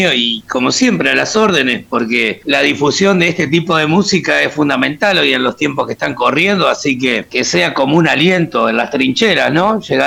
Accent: Montevideo, Uruguay; bueno, y hacemos metal criollo, por decirlo de alguna manera. Somos oriundos de Montevideo, básicamente

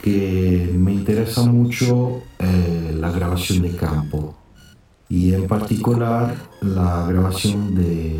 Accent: Italy; Spanish is a second language; now in San Juan, Argentina; soy italiano, 5 años que estoy radicado en la provincia de San Juan.

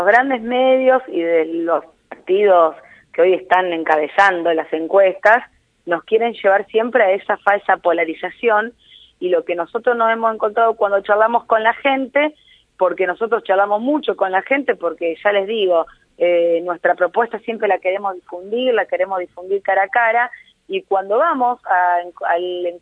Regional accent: Santa Fe, Argentina; yo vengo de la provincia de Santa Fe, donde también estuvimos el domingo, también en un lugar ícono que son las barrancas de nuestro río Paraná

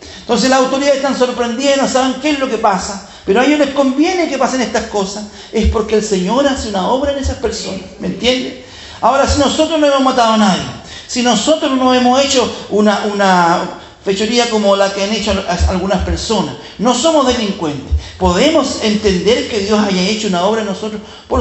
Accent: Chile; Si yo soy chileno, ¿qué tenemos que ver con los argentinos?

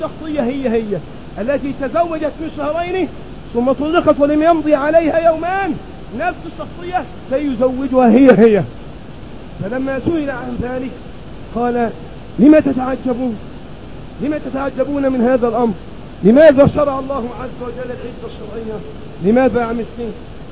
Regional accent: Egypt; الرجل الذي يأتي في سفرات إلى بلدنا مصر ليقضي بعض المصالح

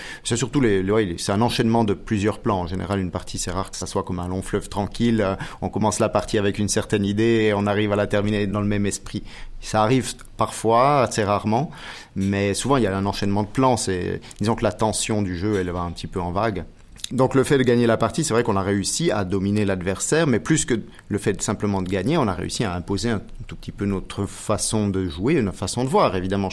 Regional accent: Biel, Bern, Switzerland; born there; je suis suisse, né en Suisse à Bienne, j'ai 43 ans.

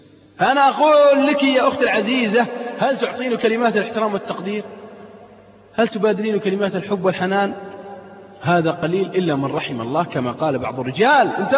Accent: Saudi Arabia; ليس في بلادنا السعودية

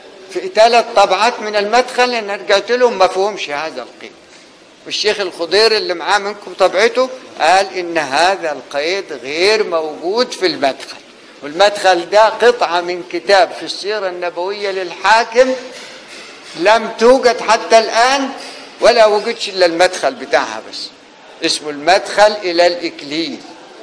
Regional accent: Egypt; أنا رجل من الريف، لم يكن صوت التعليم في الريف مفضلا ولا محبذا، وإنما كان من يزرع الأرض ويزرعها لمين؟ يزرع القطن، عشان الإنجليز تحملوا من أول أسوان لغاية مصر وتوديه بريطانيا

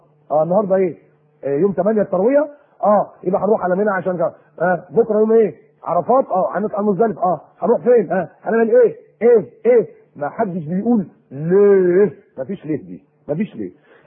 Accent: Egypt; بيقولوا إن إحنا فراعنة وأصلنا كمصريين فراعنة

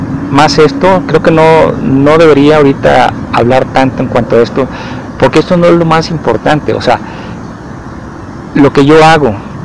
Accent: Mazatlán, Sinaloa, Mexico; now in Guadalajara, Mexico; cuando estuve viviendo en Mazatlán, que es la ciudad de donde vengo, la ciudad en que nací, de donde vengo, aquí a Jalisco

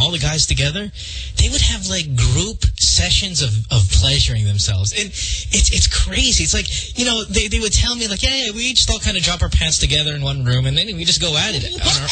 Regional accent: Central Luzon, Philippines; I remember growing up in Bulacan in the barangay

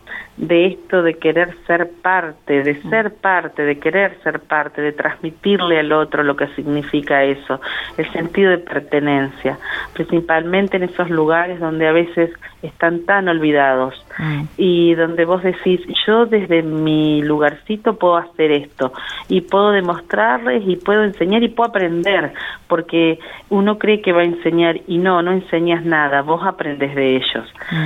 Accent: General Acha, La Pampa, Argentina; cuando era chica en General Hacha no había dónde ir a estudiar

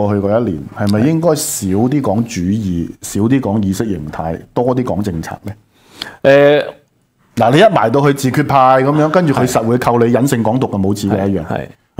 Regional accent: Hong Kong; 我哋香港人日日打開個電視，全部都係大陸公司 own 嘅嗰啲嘢

